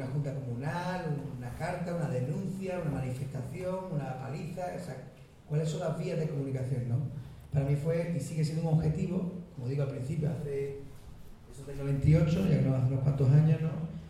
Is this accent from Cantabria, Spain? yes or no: no; Seville, Andalusia, Spain; pero yo como sevillano decía que ahora, si somos europeos, ¿con quién me comunico?